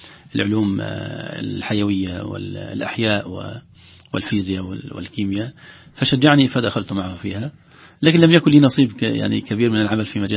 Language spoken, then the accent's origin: Arabic; Alexandria, Alexandria Governorate, Egypt; now in Riyadh, Saudi Arabia; أنا أقول أمي التي أرضعتني القرآن قريتي، ثم أمي التي يعني ربتني الإسكندرية وفيها جامعتي وفيها معهد القراءات واستفدت منها كثيرا ومشايخنا، ثم أمي التي أكرمتني مدينة الرياض